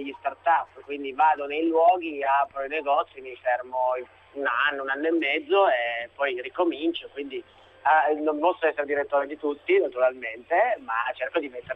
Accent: Piedmont, Italy; Io, che però sono piemontese, quindi i campani normalmente si offendono sempre

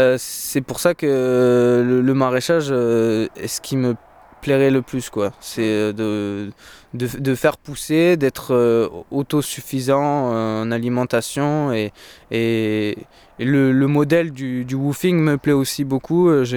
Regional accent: Pyrenees, France; also born or lived in Lot; Le Lot, c'est encore le sud-ouest, donc c'est à 250 km de chez moi, au nord. Après, je suis habité directement dans les Pyrénées, donc principalement, j'ai connu que mes montagnes, quoi.

